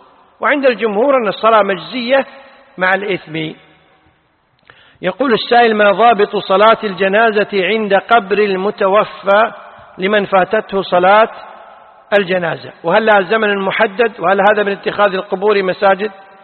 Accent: Kuwait; الفتوى عندنا في الكويت أنه لا تجوز

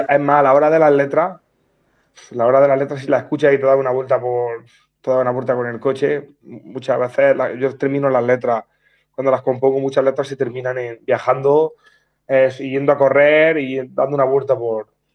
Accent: Orcera, Andalusia, Spain; somos de un pueblo pequeño, somos de Orcera, no sé si lo conocerán, o David Broncano, de la Resistencia, pero el pueblo es pequeñito.

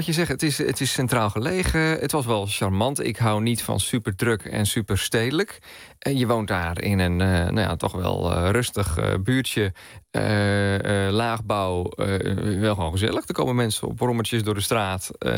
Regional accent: Zeeland, Netherlands; Wij komen niet uit de buurt. Ik kom uit Zeeland.

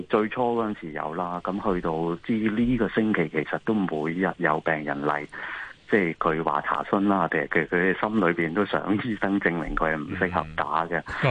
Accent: China; 因為譬如我哋中國人有時有一啲固有嘅觀念啊

